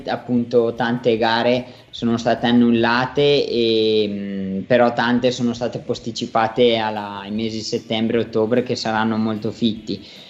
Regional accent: Vermiglio, Trentino-Alto Adige, Italy; nel mio paese di Vermiglio, che ha avuto un'alta percentuale di contagi

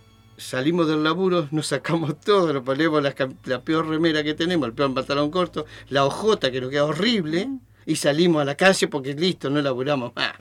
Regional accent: Viedma, Río Negro, Argentina; Por ejemplo, yo me crié prácticamente en Viedma, entonces ahí es empleado público.

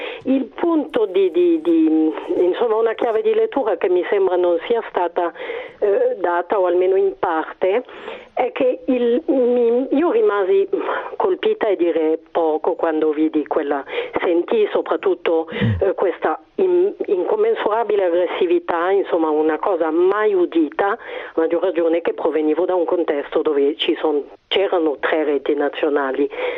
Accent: France; moved away as an adult; io sono cresciuta comunque in Francia fino a 20.

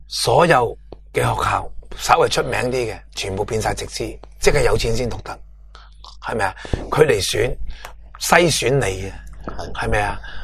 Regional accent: Hong Kong; 即系我哋香港人而家嘅利益

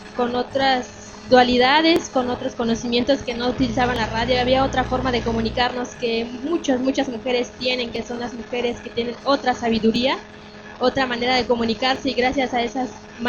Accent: Oaxaca, Mexico; yo soy de Oaxaca, México, de la radio comunitaria Mije Jambó.

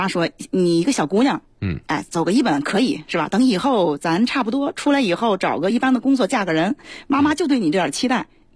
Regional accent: Hebei, China; 我个人是个复读生我不是北京人，对，我是河北人。

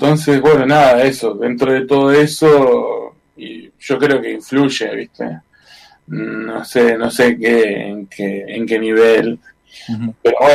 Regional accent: Chubut, Argentina; soy un ciudadano de la Patagonia, un ciudadano de Chubut en este caso

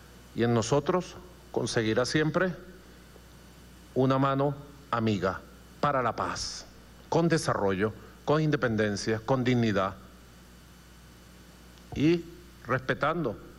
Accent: Venezuela; Somos los venezolanos

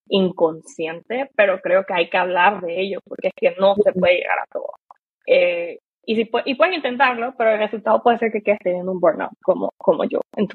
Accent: Panama; now in Germany; en mi caso, por ejemplo, que vengo de Panamá

